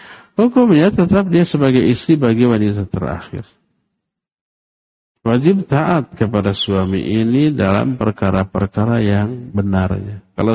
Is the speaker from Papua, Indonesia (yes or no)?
yes; Papua, Indonesia; now in Bandung, Indonesia; Saya berasal dari Papua. Tapi tinggal di Bandung.